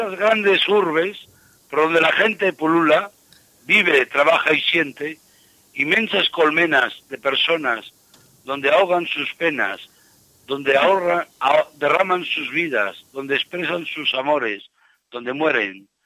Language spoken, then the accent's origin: Spanish; Toro, Castile and León, Spain; desde Madrid hasta Toro, en mi tierra, en Zamora. Yo por aquellos tiempos vivía en la calle